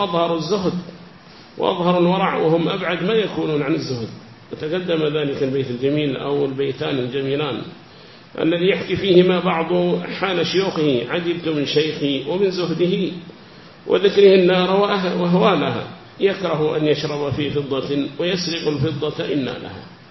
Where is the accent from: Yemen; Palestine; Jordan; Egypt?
Yemen; South Yemen; فكان إذا كانت هناك عمارة عندنا في اليمن الجنوبي